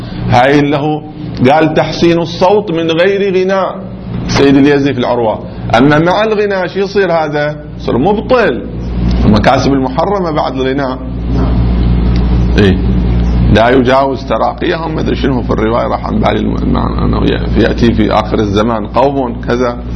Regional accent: Qatif, Eastern Province, Saudi Arabia; الذين مو عندنا في القطيف ناس يقولوا صراط الذين

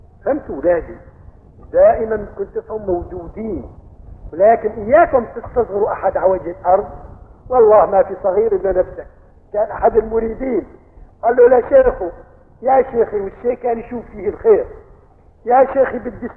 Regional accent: Aleppo, Aleppo Governorate, Syria; هذا قضيب البال مشهور كان عندنا في حلب

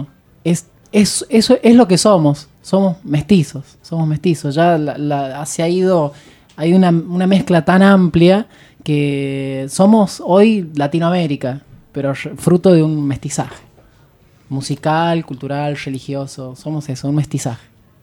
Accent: San Luis, Argentina; Hay una de las integrantes que es de Puerto Madryn y yo soy de San Luis.

